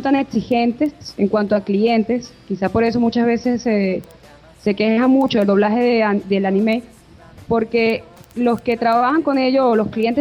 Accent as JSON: {"language": "Spanish", "country": "Venezuela", "said": "nosotros como venezolanos aquí en los estudios de doblaje"}